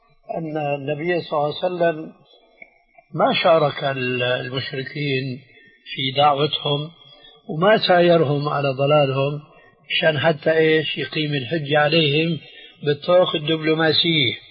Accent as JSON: {"language": "Arabic", "country": "Syria", "said": "عندنا في سوريا"}